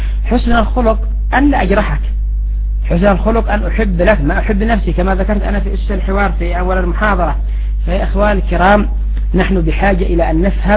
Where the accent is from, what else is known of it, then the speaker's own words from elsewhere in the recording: Yemen; مثلا ما هي أسباب قيام 6 حروب عندنا في اليمن؟